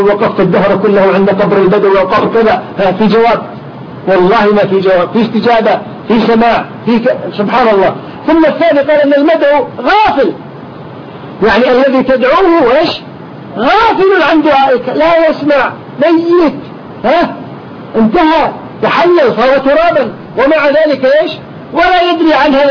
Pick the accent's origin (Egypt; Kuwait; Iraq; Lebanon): Kuwait; وحتى عندنا في الكويت الآن صار الناس يدعون إليها